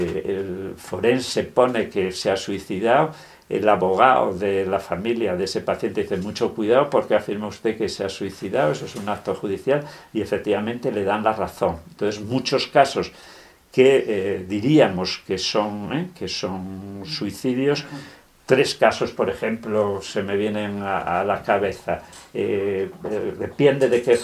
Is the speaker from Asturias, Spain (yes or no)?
yes; Avilés, Asturias, Spain; un parador de Avilés, de donde yo soy